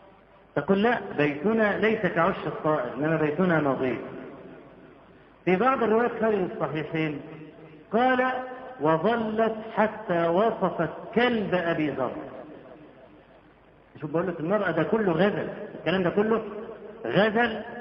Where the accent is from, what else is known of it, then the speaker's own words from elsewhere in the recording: Egypt; واحنا عندنا في مصر بدعه قبيحه